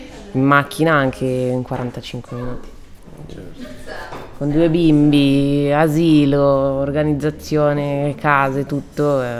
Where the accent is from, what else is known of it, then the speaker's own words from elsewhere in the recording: Trezzano sul Naviglio, Lombardy, Italy; also born or lived in Milan; Sono nata a Milano, sono cresciuta a Trezzano, okay, sul Naviglio, dove vivono i miei genitori, e poi ho girato un po' a Segrate, un po' in Città Studi, ho girato un po' di case